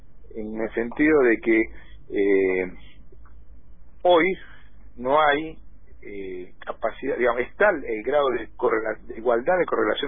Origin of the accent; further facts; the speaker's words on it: Argentina; ¿Cuántas veces más productivos somos los argentinos en 100 años?